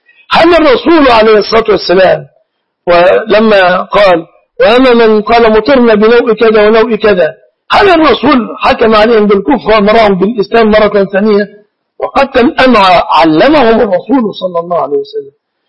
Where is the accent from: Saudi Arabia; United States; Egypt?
Egypt; عندنا في مصر